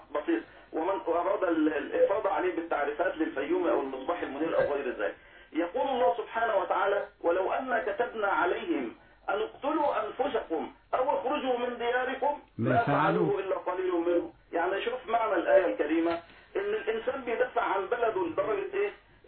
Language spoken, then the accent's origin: Arabic; Damietta Governorate, Egypt; دائما أتجه يعني في سفرياتي إلى بلدي أو قريتي في محافظة دمياط